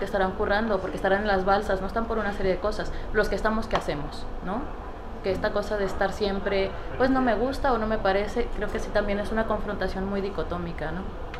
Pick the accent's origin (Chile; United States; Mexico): Mexico; Tijuana, Baja California; Yo soy de Tijuana, por eso me dio risa cuando sacaste esto.